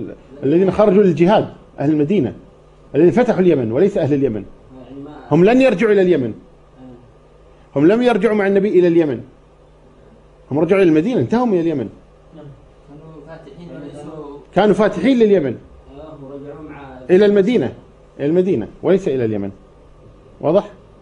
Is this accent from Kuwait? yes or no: yes; Kuwait; عضو مجلس أمة عندنا في الكويت